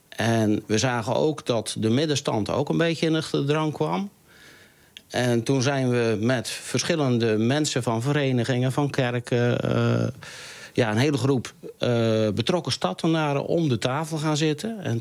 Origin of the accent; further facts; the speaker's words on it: Stad aan het Haringvliet, South Holland, Netherlands; Ja, ik ben 1957 hier geboren. Ik heb hier op school gezeten.